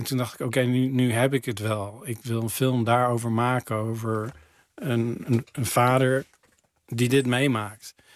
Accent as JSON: {"language": "Dutch", "town": "Teteringen", "region": "North Brabant", "country": "Netherlands", "moved": "yes", "said": "Dat is in Teteringen, vlakbij Breda."}